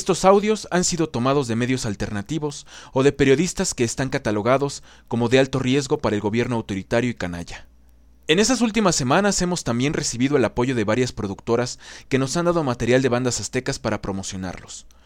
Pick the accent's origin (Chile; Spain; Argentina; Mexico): Mexico; en territorio azteca nos enorgullece decir: soy mexicano.